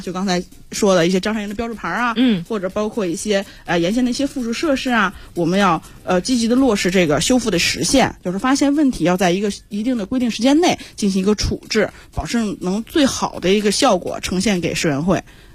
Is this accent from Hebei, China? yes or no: yes; Zhangjiakou, Hebei, China; 张家口人。